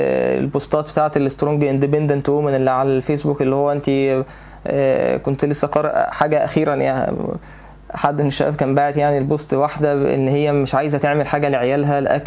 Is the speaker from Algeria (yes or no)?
no; Egypt; يعني انا مش عارف هو الفصل بين الشباب والبنات ده موجود فين يعني عندنا في مصر